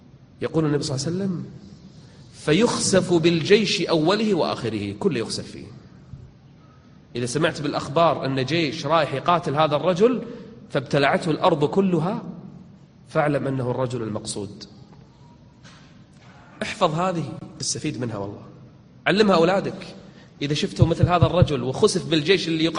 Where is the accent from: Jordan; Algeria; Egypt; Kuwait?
Kuwait; إحنا عندنا بالكويت واحد من زمان يقول أنا المهدي